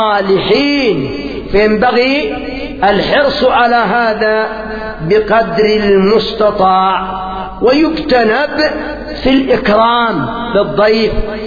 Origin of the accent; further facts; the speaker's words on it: Yemen; أفسد الضيافة عندنا في اليمن القات،